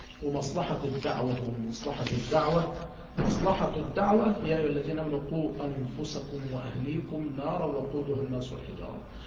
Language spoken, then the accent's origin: Arabic; Mansoura, Dakahlia, Egypt; يعني عندنا في المنصورة